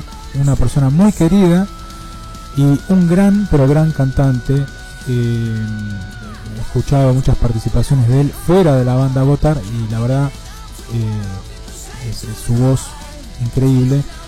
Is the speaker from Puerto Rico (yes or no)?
no; Argentina; estábamos en esa parte de Brasil y nadie entendía nada de por qué estábamos ahí siendo argentinos